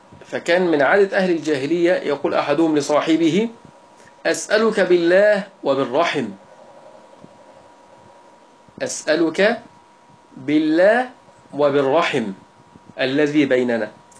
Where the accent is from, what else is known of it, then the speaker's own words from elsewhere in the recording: Egypt; وهي التي يعني هي درجة عندنا في مصر